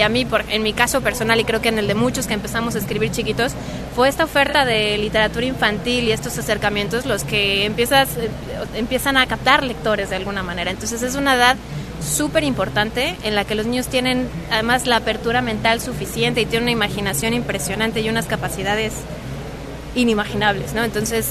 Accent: Mexico City, Mexico; Yo soy de la Ciudad de México.

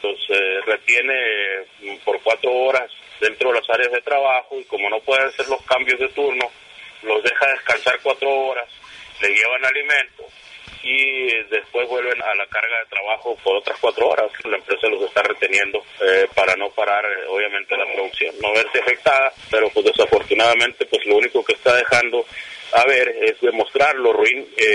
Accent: Sonora, Mexico; Yo creo que todos los trabajadores, todo el pueblo de Sonora, tenemos que unirnos y alzar la voz

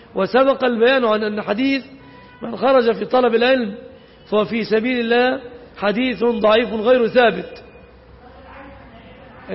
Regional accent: Egypt; ليس في عرفنا كمصريين، لأن أغلب المصريين لا يمتلكون سيارة

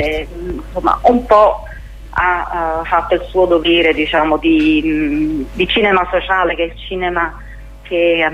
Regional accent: Naples, Campania, Italy; Io sono napoletana

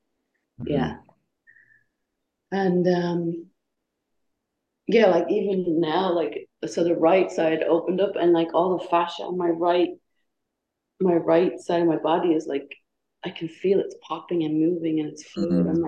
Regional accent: Ireland; Cause, I grew up in Ireland, you know what I mean?

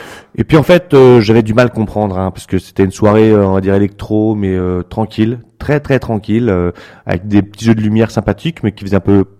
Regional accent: France; de la musique à ramener chez moi en France.

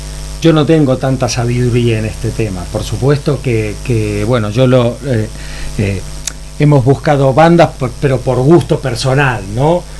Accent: Argentina; yo y Paul, que somos argentinos

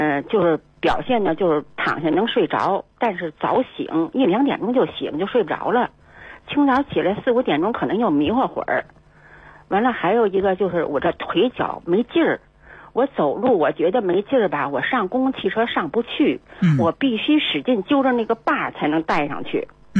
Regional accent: Beijing, China; 我是北京人，我今年72岁了。

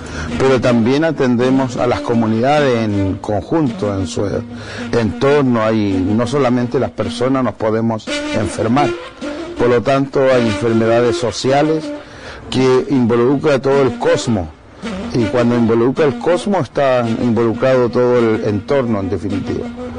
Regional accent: Los Pichenco, Araucanía, Chile; vengo del Los Pichenco, que queda cerca de Carahue, por el lado de Ngulumapu.

